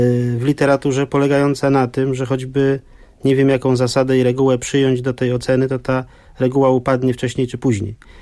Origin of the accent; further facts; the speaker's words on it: West Prussia, Poland; Bo ja pochodzę z świata zapomnianych cmentarzy luterańskich, żydowskich, kalwińskich, z Prus zachodnich